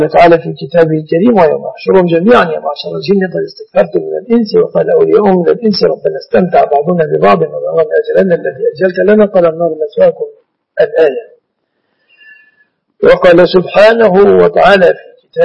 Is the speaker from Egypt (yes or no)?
yes; Egypt; علمي أن البنوك التي اطلعت على أعمالها في بلادنا مصر وفي عدد من بلاد المسلمين